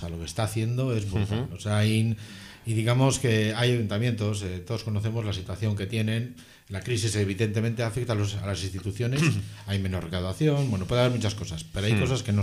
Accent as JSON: {"language": "Spanish", "town": "Gallarta", "region": "Basque Country", "country": "Spain", "said": "Yo soy de Gallarta."}